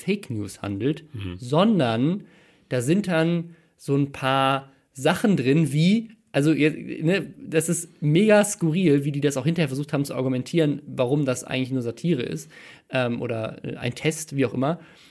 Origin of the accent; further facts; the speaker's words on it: Mannheim, Baden-Württemberg, Germany; born there; Und zwar in meiner Geburtsstadt in Mannheim.